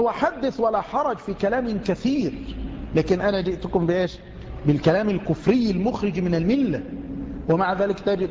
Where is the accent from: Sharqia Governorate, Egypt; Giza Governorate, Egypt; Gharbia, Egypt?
Gharbia, Egypt; Tanta; الذي عندنا في طنطا، وليس عندنا يعني عند جيراننا في طنطا،